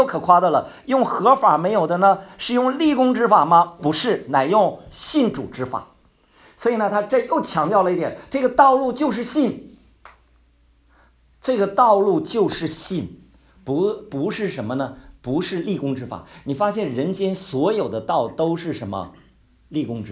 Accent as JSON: {"language": "Chinese", "region": "Heilongjiang", "country": "China", "lives_now": "Beijing, China", "said": "我是黑龙江出来的，所以呢还得回边远地方"}